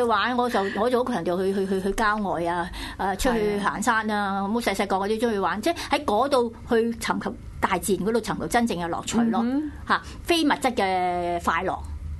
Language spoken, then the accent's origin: Cantonese; Chaozhou, Guangdong, China; 我覺得我哋以前嗰個年代，我哋潮州人咧就好慳嘅